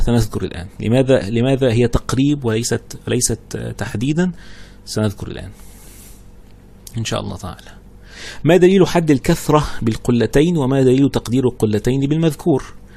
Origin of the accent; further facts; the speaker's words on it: Egypt; اذا كان احنا عندنا في مصر كل حاجه كده سفروته صغيره خالص